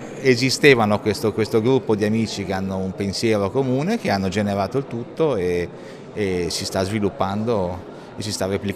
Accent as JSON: {"language": "Italian", "town": "Milan", "region": "Lombardy", "country": "Italy", "moved": "yes", "lives_now": "Switzerland", "said": "Io sto in Svizzera, in Canton Ticino, ma sono milanese"}